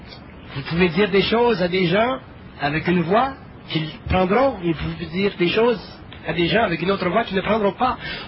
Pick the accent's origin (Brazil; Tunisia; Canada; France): Canada; Quebec; Moi, je suis Québécois, je suis content de vivre Québec